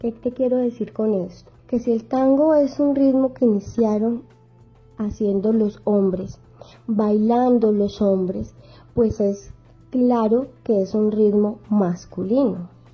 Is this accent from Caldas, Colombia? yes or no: yes; Manizales, Caldas, Colombia; Yo soy de Manizales, soy criada en el Eje Cafetero